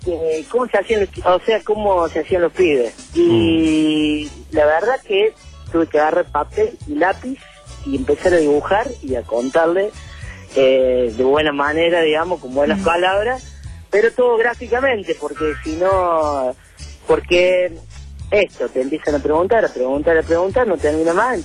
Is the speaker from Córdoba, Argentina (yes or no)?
yes; Córdoba, Argentina; Soy cordobés raro porque me gusta el Ferné, obvio, pero no sé contar chistes y el cuarteto no me gusta mucho.